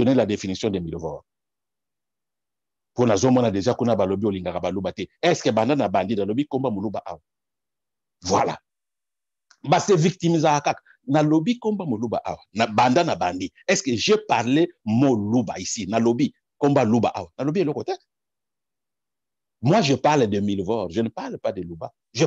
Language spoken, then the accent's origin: French; DR Congo; Je ne suis pas, je suis congolais, mais je ne suis pas professeur na Congo.